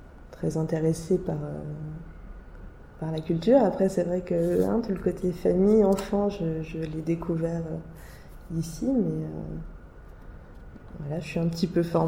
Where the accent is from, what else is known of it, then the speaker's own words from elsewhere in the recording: Nancy, Grand Est, France; Ouais, je viens de Nancy, en fait, à la base.